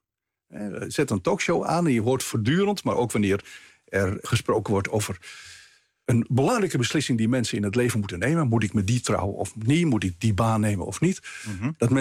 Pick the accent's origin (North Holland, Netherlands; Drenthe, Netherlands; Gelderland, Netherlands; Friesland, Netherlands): North Holland, Netherlands; Amsterdam; born there; Ja, ik ben keurig in Amsterdam. Ik ben geboren in Amsterdam. In een katholieke familie. Niet uitgesproken vroom.